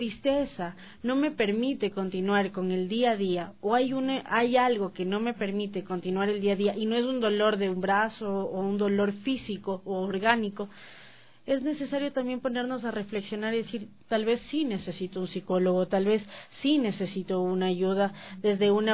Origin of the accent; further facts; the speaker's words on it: Ecuador; Nosotros como ecuatorianos tenemos más la idiosincrasia de necesitar más